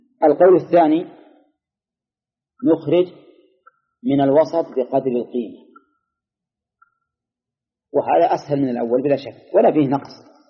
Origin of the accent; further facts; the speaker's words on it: Al-Qassim, Saudi Arabia; خصوصا عندنا في القصيم غالبها من الشجر